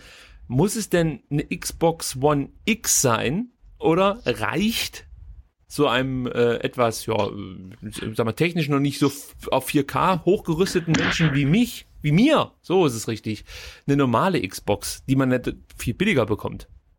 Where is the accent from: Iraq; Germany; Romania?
Germany; Reutlingen, Baden-Württemberg; Und in Reutlinge, da wo ich herkomme, fast, nicht ganz